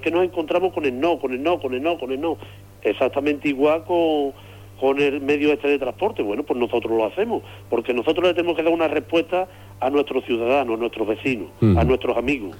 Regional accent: Andalusia, Spain; Yo creo que somos andaluces de primera, no somos andaluces de tercera

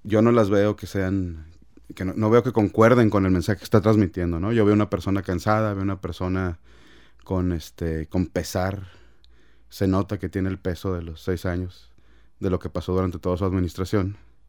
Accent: Mexico; La nación, otra vez, somos los mexicanos, las personas.

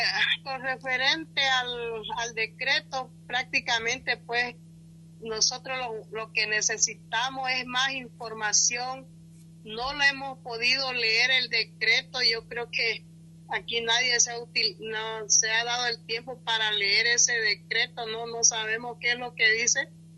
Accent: Bolivia; como bolivianos, no importa que estemos de un lugar a otro tan lejos

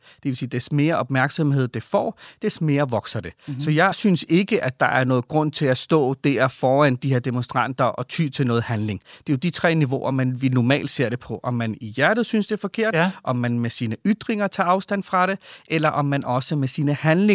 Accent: Valby, Capital Region of Denmark, Denmark; now in Ishøj, Denmark; De kom fra Pakistan. Og det meste af mit liv har jeg tilbragt i Valby, så jeg ser mig også som en Valby-dreng.

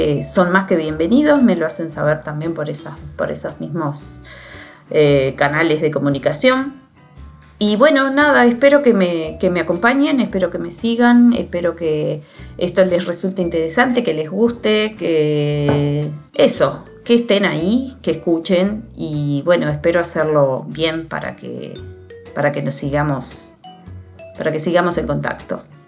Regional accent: Libertad, San José, Uruguay; yo soy del interior del Uruguay. De una ciudad que se llama Libertad, y en el departamento de San José.

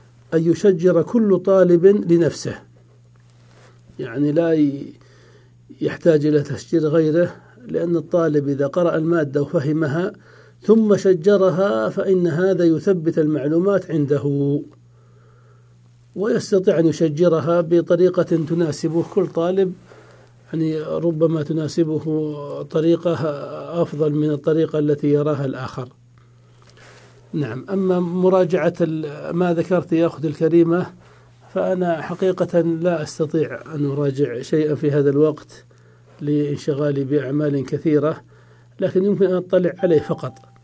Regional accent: Saudi Arabia; وهي يعني موجودة في المكتبات خاصة عندنا في السعودية

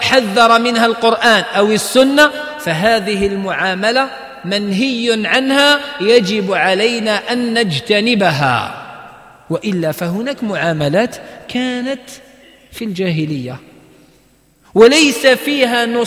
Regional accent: Algeria; المشكل إحنا عندنا في الجزائر ما يتفقوش على النسبة

